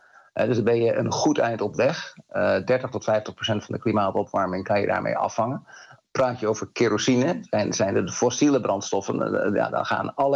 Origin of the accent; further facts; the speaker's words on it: Netherlands; keren wij als Nederlander in het vliegtuig stappen